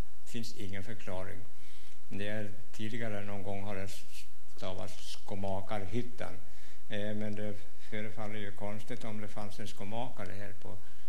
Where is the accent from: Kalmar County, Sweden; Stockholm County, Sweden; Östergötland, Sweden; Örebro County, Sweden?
Örebro County, Sweden; Östansjö; Ja, här är jag född och uppfödd till mitt 20:e år när jag flyttade härifrån.